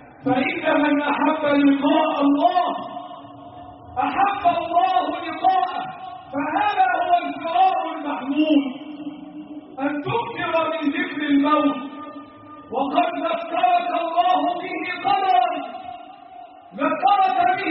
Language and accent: Arabic; Egypt; اللهم احفظ بلدنا مصر من كل مكروه وسوء